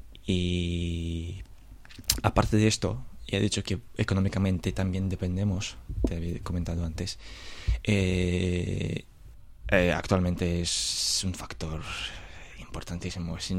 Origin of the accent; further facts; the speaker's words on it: Belarus; first language Belarusian; Spanish is a second language; Yo puedo decir que sí, mi lengua materna es bielorruso, pero yo hablo ruso. Y de bielorruso, si tú me hablas en bielorruso, yo no sé nada. Pero aunque sí, yo te puedo decir que soy bielorruso y me considero bielorruso.